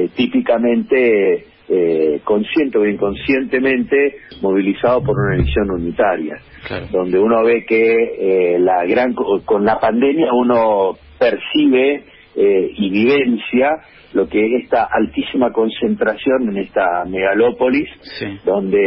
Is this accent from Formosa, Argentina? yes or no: yes; Formosa, Argentina; Yo vengo de Formosa.